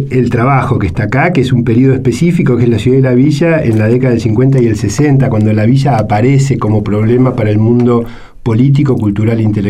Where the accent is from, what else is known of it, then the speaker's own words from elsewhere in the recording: Buenos Aires, Argentina; ¿Qué es Buenos Aires para nosotros que somos de Buenos Aires?